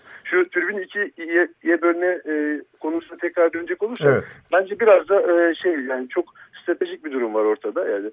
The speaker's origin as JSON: {"language": "Turkish", "region": "İzmir", "country": "Turkey", "tie": "born or raised there", "said": "Ben doğma büyüme İzmirliyim. Göztepe taraftarıyım. Yani gözümü o semtte açtım."}